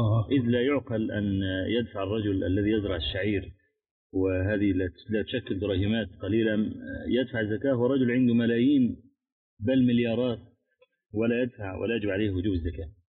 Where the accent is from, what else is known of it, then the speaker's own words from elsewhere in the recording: Egypt; من الشباب عندنا في مصر يعانون من هذا البلاء